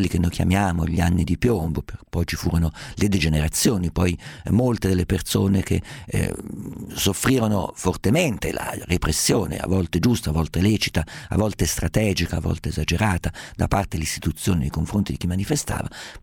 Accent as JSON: {"language": "Italian", "region": "Umbria", "country": "Italy", "said": "Siccome sono umbro, siccome sono abituato a vedere persone in polpe medievali, persone con stendardi, bandiere, sbandieratori, balestrieri"}